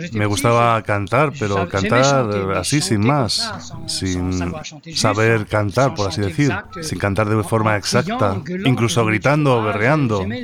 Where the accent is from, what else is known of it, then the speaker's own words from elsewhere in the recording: Réunion; Yo soy de La Reunión, de la Isla de La Reunión, donde se toca el maloya.